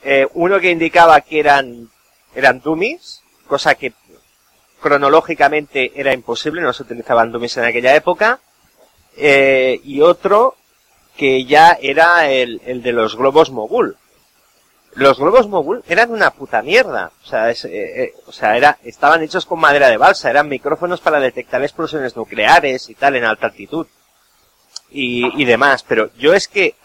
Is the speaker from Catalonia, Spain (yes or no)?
yes; Catalonia, Spain; Yo soy catalán